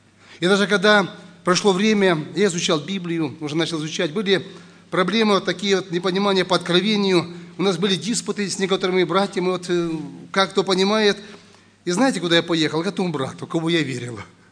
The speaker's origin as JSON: {"language": "Russian", "town": "Lebedyn", "region": "Sumy Oblast", "country": "Ukraine", "said": "Приехал я с Украины, в Сумской области, есть такой город Лебедин."}